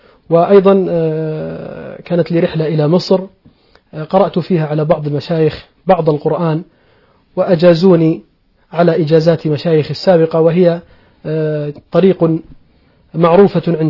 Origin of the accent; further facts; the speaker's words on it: Mahis, Balqa Governorate, Jordan; بعد أن رحلت من منطقة من عمان ذهبت إلى بلدتي الأصلية وهي بلدة ماحص،